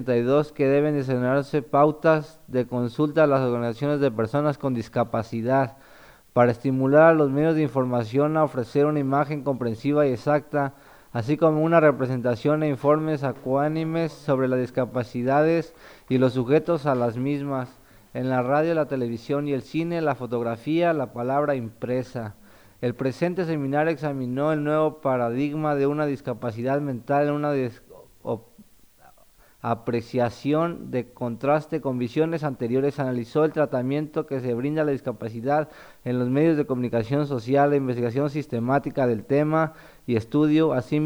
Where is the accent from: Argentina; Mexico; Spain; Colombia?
Mexico; also born or lived in Puerto Vallarta / United States; now in Chile; Soy mexicano, pero he vivido en Puerto Vallarta, en Estados Unidos, y ahorita llevo ya 3 años aquí en Chile. Mi mamá es chilena, o sea, más chileno de corazón que los nopales.